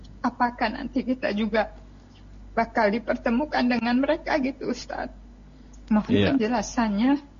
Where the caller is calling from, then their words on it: Bekasi, West Java, Indonesia; Saya dari Nini, Bekasi.